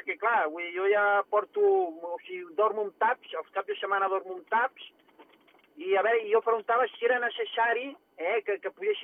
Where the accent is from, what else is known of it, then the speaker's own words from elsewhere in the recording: Barcelona, Catalonia, Spain; jo soc un clàssic de Gràcia, ja fa més de 24 anys que visc aquí, al barri